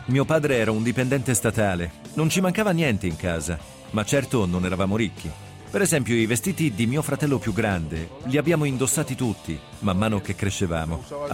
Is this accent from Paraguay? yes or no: yes; Paraguay; quando ero piccolo in Paraguay